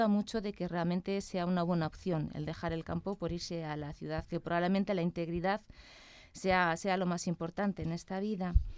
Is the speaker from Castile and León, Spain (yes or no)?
yes; Valladolid, Castile and León, Spain; yo soy de Valladolid